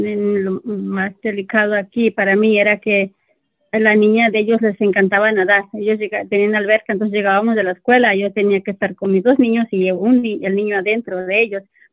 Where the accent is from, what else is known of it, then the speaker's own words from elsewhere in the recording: Mexico; now in United States; Nosotras como mexicanas somos muy cariñosas